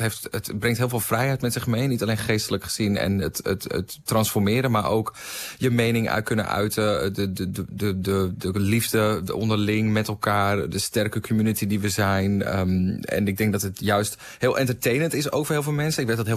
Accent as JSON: {"language": "Dutch", "town": "Volendam", "region": "North Holland", "country": "Netherlands", "tie": "born or raised there", "said": "de wereld waar ik ben opgegroeid in Volendam was heel heteronormatief."}